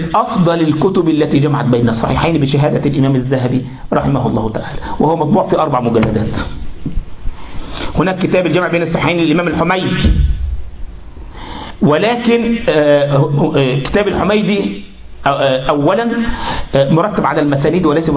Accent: Egypt; وكذلك وحن عندنا في مصر ايه انت لما واحد يغلط في واحد

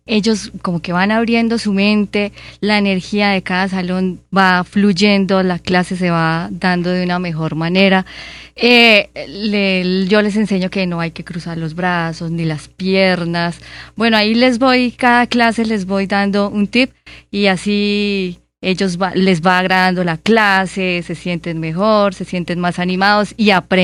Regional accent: Málaga, Santander, Colombia; yo soy santandereana.

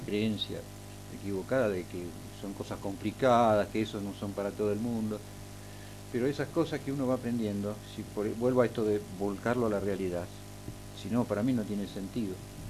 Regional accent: Buenos Aires, Argentina; Sí. porteño.

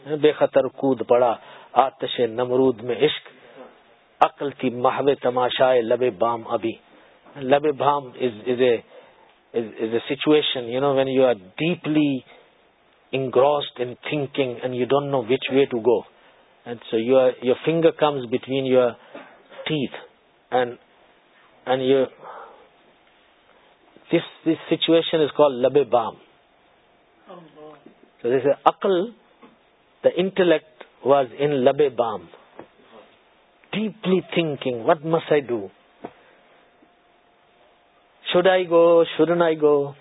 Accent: South Africa; I come from South Africa, you are living in UK, and we are equally benefiting.

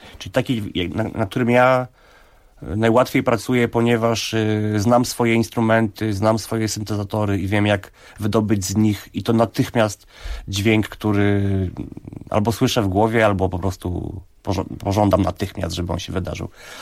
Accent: Ozimek, Opole Voivodeship, Poland; u rodziców tam w Ozimku, skąd pochodzę

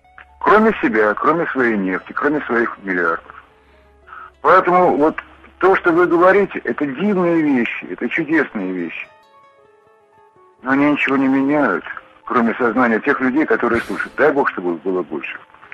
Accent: Moscow, Russia; now in Tver Oblast, Russia; 67 лет, но кое-что я видел в этой жизни. Я коренной москвич. Уехал из этого бедлама в деревню, глухую абсолютно, Тверской области.

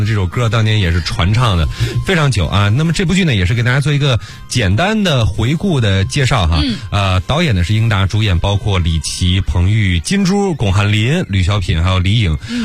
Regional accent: Beijing, China; 因为我从小是在北京长大的

